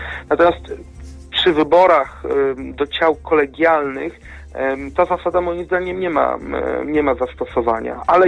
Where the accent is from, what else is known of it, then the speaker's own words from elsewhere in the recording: Kutno, Łódź Voivodeship, Poland; Ja sam pochodzę z miasta Kutna